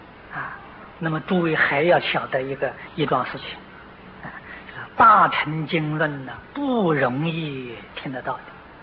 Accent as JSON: {"language": "Chinese", "country": "China", "said": "那么这两个字有一点像我们中国人讲的愚者，"}